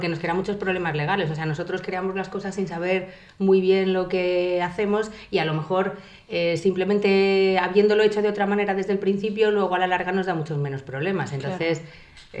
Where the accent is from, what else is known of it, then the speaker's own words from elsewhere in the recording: Alcalá de Henares, Community of Madrid, Spain; soy de Alcalá de Henares, por supuesto.